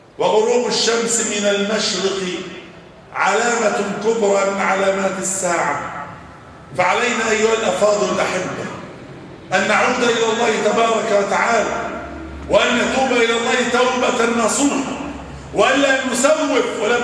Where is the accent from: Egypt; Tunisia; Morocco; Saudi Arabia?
Egypt; اللهم احفظ بلدنا مصر وسائر بلاد